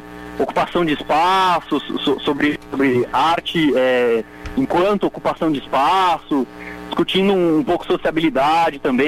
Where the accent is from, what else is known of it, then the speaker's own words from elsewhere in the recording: Sinop, Mato Grosso, Brazil; Eu sou de Sinop, no Mato Grosso.